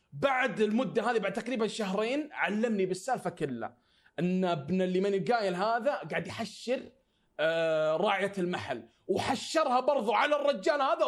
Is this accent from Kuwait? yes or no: no; Saudi Arabia; يعني انا سعودي تعطيني راتب 2500